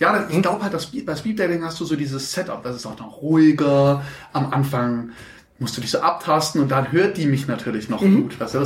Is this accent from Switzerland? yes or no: no; Stuttgart, Baden-Württemberg, Germany; Wo ich geboren bin? In Stuttgart? Im Marienhospital.